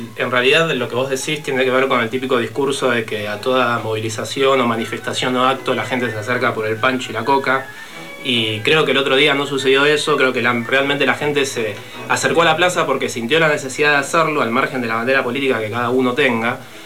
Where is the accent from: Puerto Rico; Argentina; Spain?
Argentina; Hemos vivido un proceso que fue tremendo para nosotros como historia y como país y como argentinos.